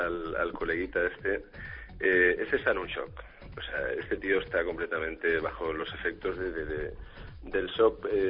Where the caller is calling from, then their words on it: Murcia, Region of Murcia, Spain; De Murcia, te llamo.